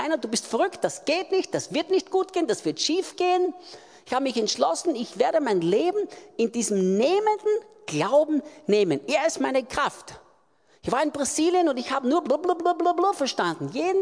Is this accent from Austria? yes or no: yes; Austria; Und plötzlich, sagt man das in Deutsch auch so, bei uns in Österreich sagt man es